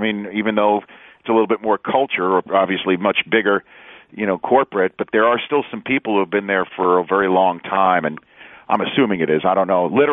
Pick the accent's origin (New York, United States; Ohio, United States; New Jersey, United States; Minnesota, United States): New York, United States; New York City; You know, he had some Chicago and North Carolina, and I'm from New York City